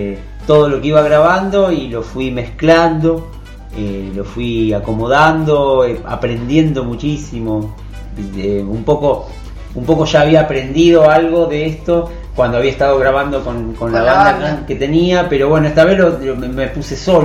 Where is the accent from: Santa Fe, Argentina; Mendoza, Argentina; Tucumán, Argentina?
Santa Fe, Argentina; Rosario; moved away; Yo soy de Rosario, viví ahí hasta venirme acá